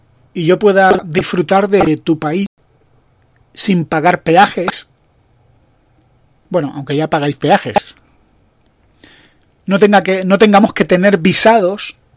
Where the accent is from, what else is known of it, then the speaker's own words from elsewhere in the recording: Spain; yo, como español